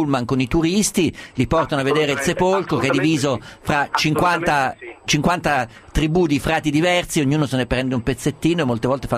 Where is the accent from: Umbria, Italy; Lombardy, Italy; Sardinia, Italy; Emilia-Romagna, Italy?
Umbria, Italy; io sono umbro, vado a Assisi